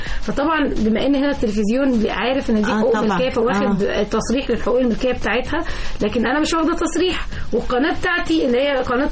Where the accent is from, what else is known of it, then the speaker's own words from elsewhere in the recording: Egypt; وايه السبب اللي بيحصل ليه جت عندنا في مصر وهكذا